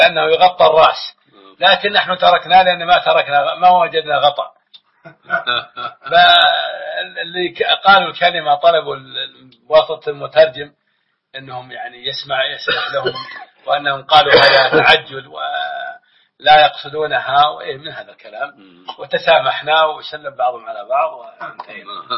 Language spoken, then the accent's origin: Arabic; Saudi Arabia; ونحن أخوانكم من مكة والمدينة